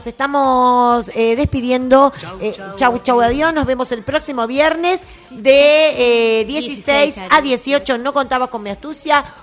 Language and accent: Spanish; Argentina; Yo soy muy argentina, chicas, muy